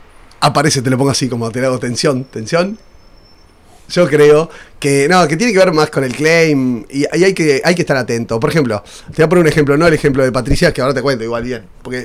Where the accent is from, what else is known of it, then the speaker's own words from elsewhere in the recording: Uruguay; yo soy uruguayo, pero por mi manera de hablar muchas veces, o como visto, además, doy como medio porteño.